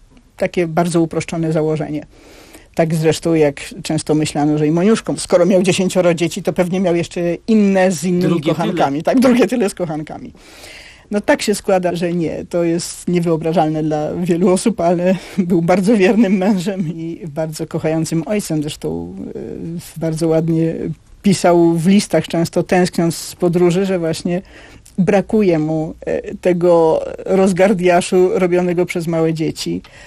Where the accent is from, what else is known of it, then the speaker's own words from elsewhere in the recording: Warsaw, Masovian Voivodeship, Poland; Jestem z Kamionka.